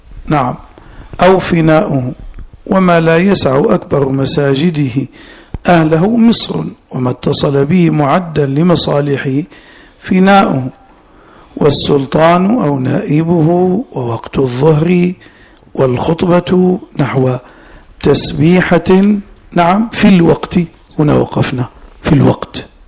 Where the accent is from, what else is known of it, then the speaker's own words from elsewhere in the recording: Najd, Saudi Arabia; وهذا أنا حضرت مرة جمعة في بلادي نجد